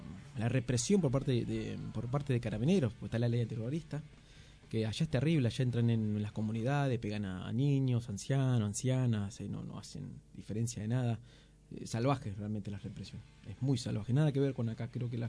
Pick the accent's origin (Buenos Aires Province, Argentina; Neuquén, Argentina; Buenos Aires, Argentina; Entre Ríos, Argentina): Neuquén, Argentina; born there; nací en Neuquén, Cordillera Este, por el Mapu.